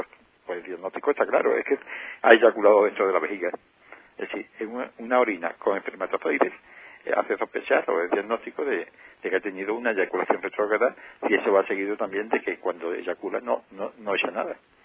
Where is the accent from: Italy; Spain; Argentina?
Spain; Andalusia; la parte que nos toca como ciudadano andaluz, y que tengan una grata estancia en nuestra tierra